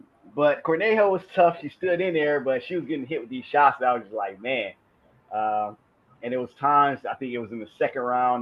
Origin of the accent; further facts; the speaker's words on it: Detroit, Michigan, United States; last night in Detroit, my hometown.